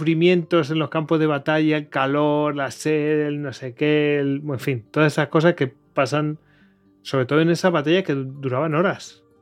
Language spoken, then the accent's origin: Spanish; Spain; somos humanos y somos españoles que criticamos todo